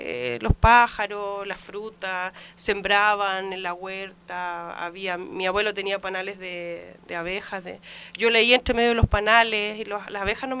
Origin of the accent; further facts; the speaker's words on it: Osorno, Los Lagos, Chile; born there; yo nací en Rahue, es un sector de Osorno.